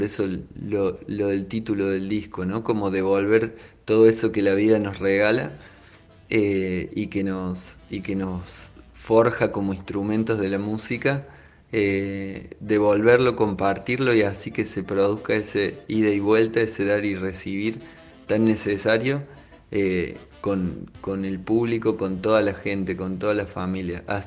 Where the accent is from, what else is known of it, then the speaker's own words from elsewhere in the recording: Córdoba, Argentina; born there; also born or lived in Madrid; y, bueno, y estamos tocando. Primero nacimos acá en Córdoba y nos mudamos al toque a vivir 5 años en Madrid.